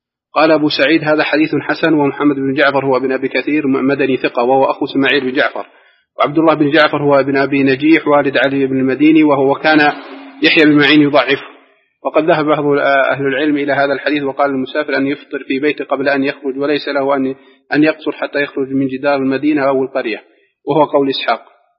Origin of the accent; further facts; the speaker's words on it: Egypt; نحن مقيمين هنا وأهالينا مثلا نعرف بعض الناس الضعاف عندنا في مصر